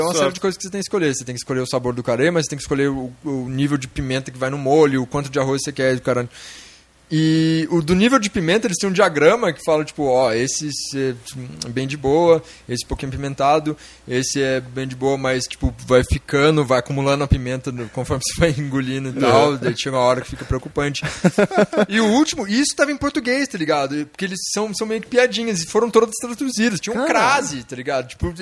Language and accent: Portuguese; Brazil; Tipo, nossa, eu sou do Brasil, que engraçado que você tem.